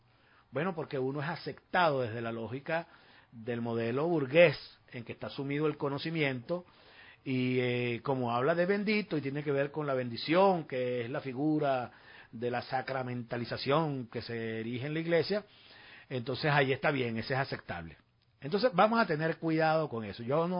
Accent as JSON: {"language": "Spanish", "country": "Venezuela", "said": "Somos venezolanos y tenemos que defender el principio de soberanía de nuestra patria"}